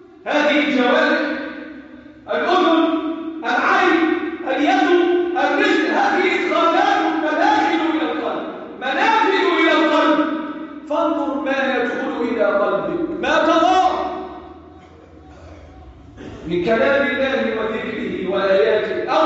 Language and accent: Arabic; Egypt; اللهم احفظ بلدنا مصر وسائر بلاد المسلمين